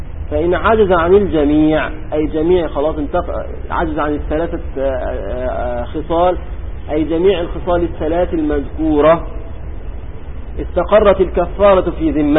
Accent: Egypt; كان عندنا في مصر قديما يقولون

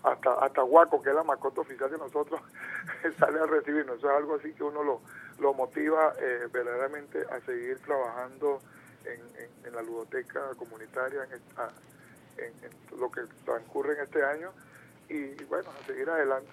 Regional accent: Venezuela; ese acervo cultural que nos identifica verdaderamente como venezolanos, que amamos a esta patria llamada Venezuela.

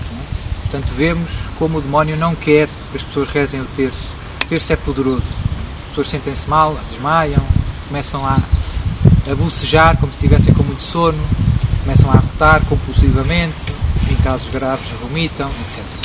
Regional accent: Portugal; Nós somos portugueses.

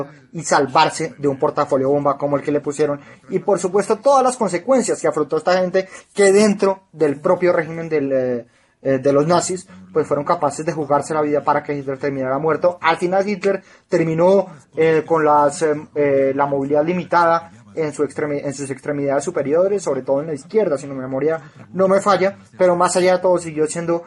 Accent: Colombia; de los prejuicios que tiene uno como colombiano que vive llorando por las películas

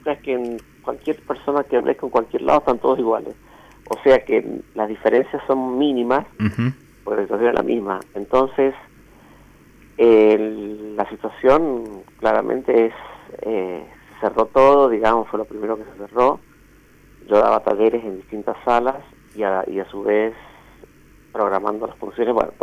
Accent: Mendoza, Argentina; ando por esta zona, por el valle de Río Negro, hace varios años viviendo acá. Pero soy mendocino de origen, con mucho orgullo.

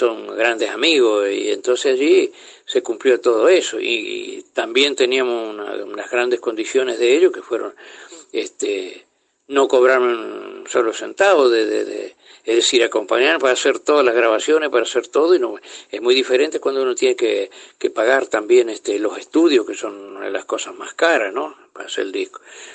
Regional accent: Paysandú, Uruguay; yo cuando vengo a Paraná es como si viniera a mi tierra principalmente, volviera a Paysandú, mejor todavía aún, ¿no?

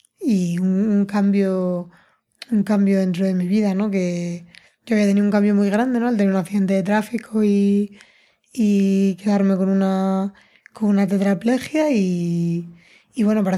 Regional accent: Madrid, Community of Madrid, Spain; yo soy de Madrid, el mar me queda lejos

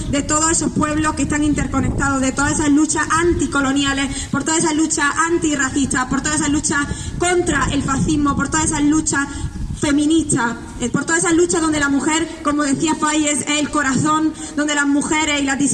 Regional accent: Granada, Andalusia, Spain; Yo me considero una mujer andaluza, granaína, palestina, ramblawiye, gazawiye, como se dice en árabe.

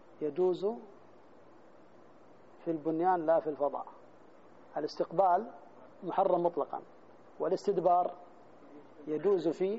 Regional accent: Jeddah, Makkah Province, Saudi Arabia; روح في مثلا زي عندنا في جدة ما تشرق ولا تغرب

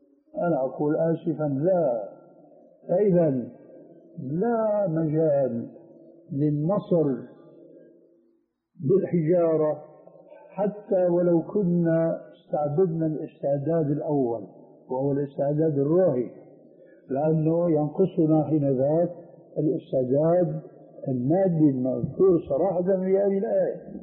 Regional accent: Syria; كما يقولون عندنا في الشام

